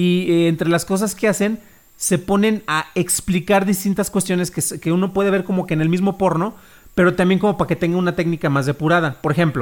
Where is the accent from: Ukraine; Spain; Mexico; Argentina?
Mexico; Morelia, Michoacán; también es de Morelia